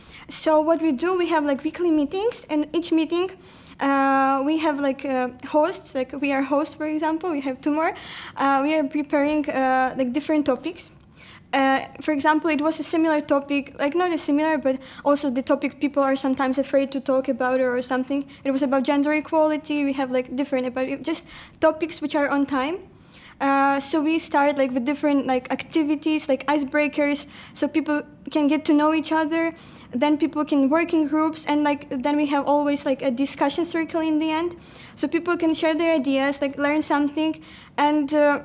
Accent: Ukraine; now in Poland; I am originally from Ukraine, but now I like study and volunteer in Poland.

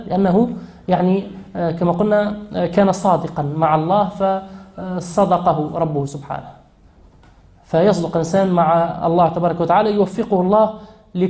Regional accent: Tunisia; نحن عندنا في تونس عندنا الثروة هي الطاقة البشرية، هي الأدمغة

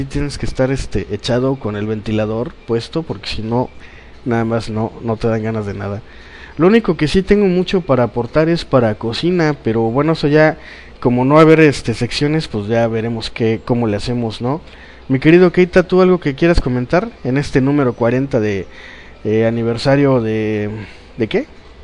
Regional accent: Poza Rica, Veracruz, Mexico; Como yo, pues toda mi infancia aquí en Poza Rica, los fines de semana es, ¿qué hacemos? Vamos a la playa.

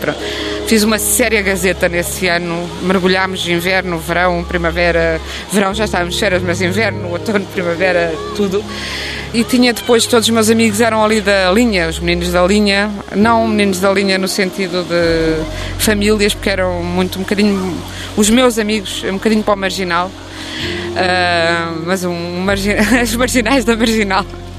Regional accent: Tomar, Centro, Portugal; also born or lived in Coimbra; Eu agora digo que nasci em Tomar desde que a minha avó morreu, ao menos para lhe fazer essa homenagem. Eu nasci em Coimbra, porque não havia maternidade em Tomar.

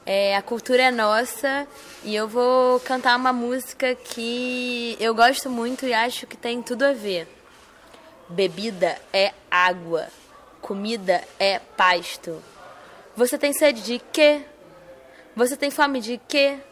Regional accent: Rio de Janeiro, Brazil; now in Recife, Brazil; eu sou carioca e tô morando aqui no Recife

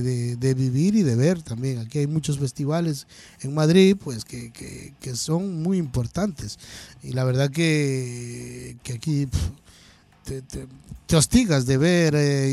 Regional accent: Ecuador; now in Chile; yo soy ecuatoriano, yo llevo por acá un porrón de años, así que, o sea, también vengo de un país muy pequeño

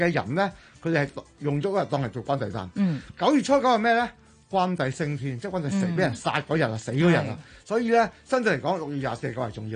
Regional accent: Dongguan, Guangdong, China; 東莞就是我是東莞人啦

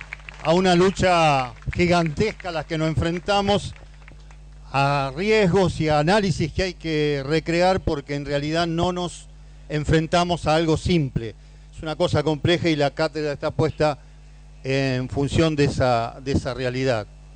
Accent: Santa Fe, Argentina; Yo vengo de una provincia de Santa Fe donde reina el socialismo, compañero.

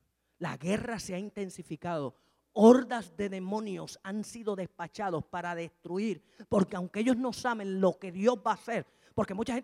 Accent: Mayagüez, Puerto Rico; ¿Usted se acuerda aquí en Mayagüez? Yo soy de aquí, de Mayagüez.

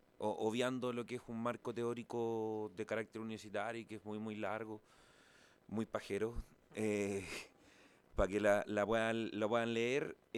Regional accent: Puente Alto, Santiago Metropolitan Region, Chile; yo soy de Puente Alto, hemos visto como el problema de la droga desde que somos chicos

